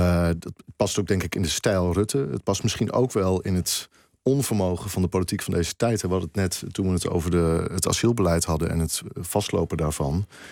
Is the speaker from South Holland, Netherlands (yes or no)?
no; Groningen, Netherlands; also born or lived in Twente; In de provincie Groningen.